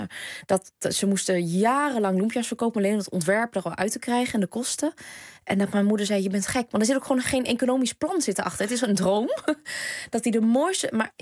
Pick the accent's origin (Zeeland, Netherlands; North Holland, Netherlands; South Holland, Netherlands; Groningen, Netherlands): Groningen, Netherlands; accent: Gronings; Want ik ben hier wel geboren. Ik ben in Groningen geboren. En ik heb tot ik naar de toneelschool ging... echt een Gronings en Vietnamese accent gehad... die ik kaart heb afgeleerd.